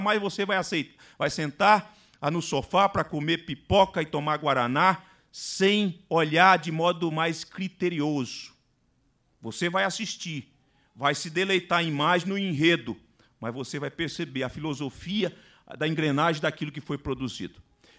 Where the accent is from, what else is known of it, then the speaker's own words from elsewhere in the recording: Vitória, Espírito Santo, Brazil; eu vim do estado do Espírito Santo. Vitória do Espírito Santo. Cidade linda, maravilhosa, com praias bonitas. Um clima completamente diferente.